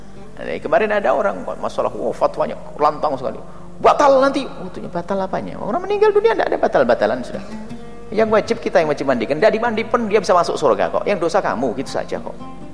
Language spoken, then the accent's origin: Indonesian; Cirebon, West Java, Indonesia; Nanti Cirebon saja, saya orang Cirebon ya.